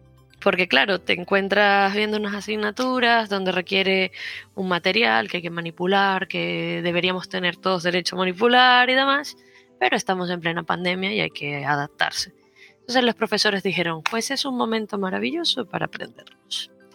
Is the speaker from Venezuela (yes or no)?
yes; Venezuela; Pero luego, bueno, yo soy de Venezuela.